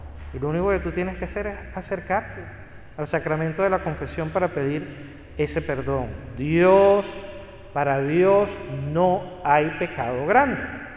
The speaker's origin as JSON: {"language": "Spanish", "country": "Venezuela", "said": "así dicen allá en Venezuela de donde yo vengo"}